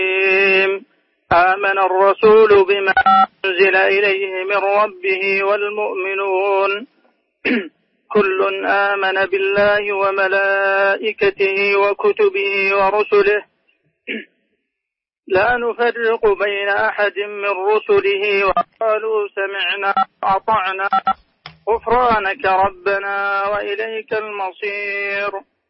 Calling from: Riyadh, Riyadh Province, Saudi Arabia; من الرياض.

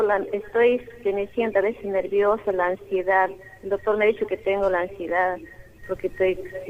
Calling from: Santiago de Surco, Lima, Peru; de Surco.

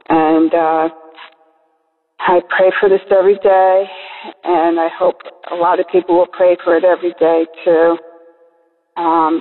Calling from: East Coast, United States; Hi, I'm calling from the East Coast of the United States

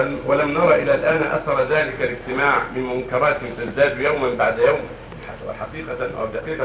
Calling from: Yemen; يوجد عندنا في اليمن أناس يقال لهم السادة

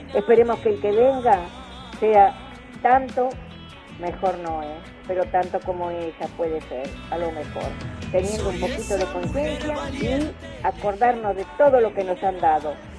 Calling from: San Justo, Argentina; de San Justo.

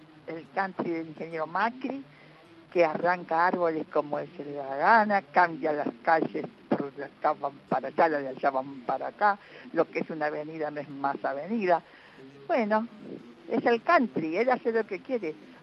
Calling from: Buenos Aires, Argentina; de Agronomía. Yo ya les tengo un nombre a la ciudad de Buenos Aires.

